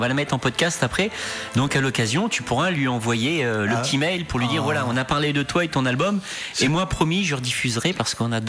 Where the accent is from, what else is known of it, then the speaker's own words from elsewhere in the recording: Normandy, France; accent: Norman; Je garde ma traduction normande, moi, dans mon patois.